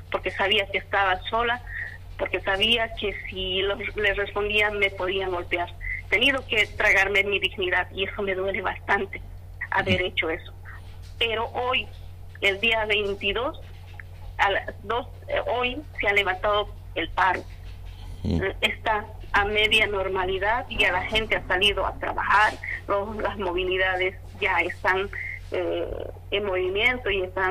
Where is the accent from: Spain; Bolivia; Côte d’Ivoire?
Bolivia; se ha establecido así terriblemente para nosotros como bolivianos